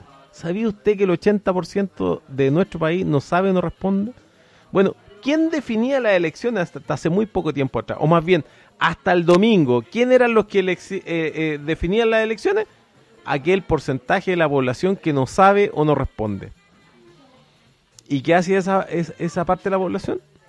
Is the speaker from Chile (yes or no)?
yes; Chile; Dylan es francés, yo soy chileno.